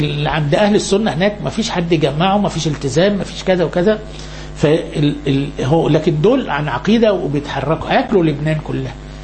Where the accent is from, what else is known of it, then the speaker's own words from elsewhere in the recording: Upper Egypt, Egypt; احنا عندنا في الصعيد في جهل كتير منتشر.